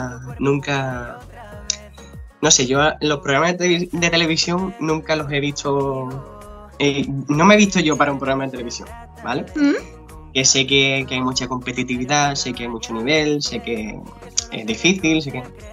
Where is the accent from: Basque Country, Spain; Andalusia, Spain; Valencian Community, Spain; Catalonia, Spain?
Andalusia, Spain; Alcalá de los Gazules; Pues yo soy de Alcalá de los Gatules, ¿vale? De un pueblecito de Cádiz.